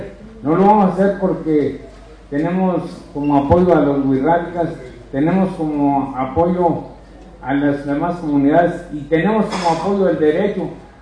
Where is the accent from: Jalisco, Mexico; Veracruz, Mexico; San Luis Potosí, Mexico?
San Luis Potosí, Mexico; Ojo de Agua; vengo de la comunidad de Ojo de Agua, pertenezco al ejido del Salto y Anexo, en la Sierra de 14. Mi ubicación está a una altura de 2.382 metros sobre el nivel del mar